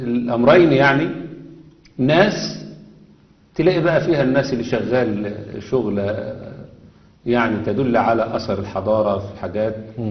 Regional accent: Egypt; انما عندنا في مصر، لا، في مصر امر غريب جدا جدا جدا

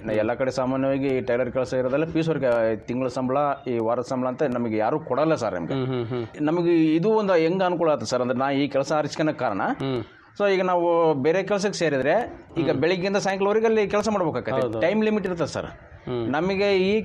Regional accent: Kamalapura, Karnataka, India; now in Hosapete, India; ನಾನು ಕಮಲಾಪುರದಲ್ಲೇ ಕಲಿತೆ, ನಮ್ಮೂರಲ್ಲಿ ಒಬ್ಬರು ಇದ್ದರು ಗುರುಗಳು

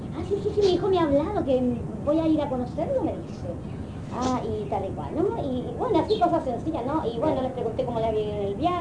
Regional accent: Chile; se parecen a la gente de Chile, le dije, porque allá en mi país es igual.

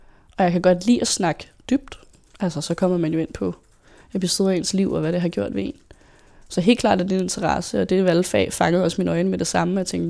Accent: Søborg, Capital Region of Denmark, Denmark; Jeg er født og opvokset i Søborg

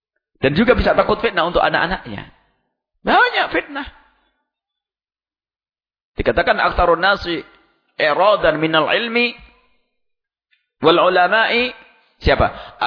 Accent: East Java, Indonesia; Orang Jawa Timur itu kalau punya anak dipanggil Gus, saya orang Jawa Timur.

